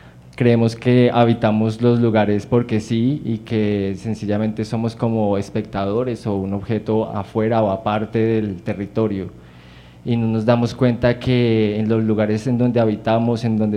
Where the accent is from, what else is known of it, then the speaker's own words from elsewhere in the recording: Bosa, Bogotá, Colombia; born there; Yo pues nací en Bosa, mi familia materna toda es de Bosa